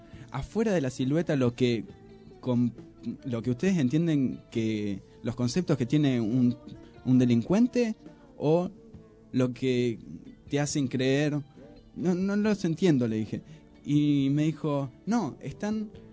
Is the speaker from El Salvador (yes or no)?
no; Moreno, Buenos Aires Province, Argentina; La verdad que somos un montón y que pibes que no nos conocemos y somos de Moreno.